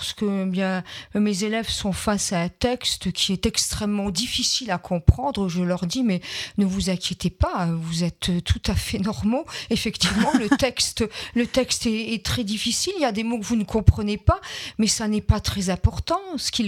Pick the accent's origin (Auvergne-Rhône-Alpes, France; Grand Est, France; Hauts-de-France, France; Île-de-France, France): Grand Est, France; je viens de Moselle, mon papa était ouvrier oui. à Florange